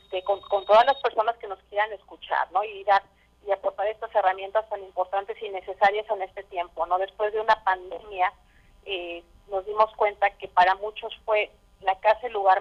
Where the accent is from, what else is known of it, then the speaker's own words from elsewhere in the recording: Mexico; somos amigos, somos mexicanos y nos queda apoyar para salir adelante.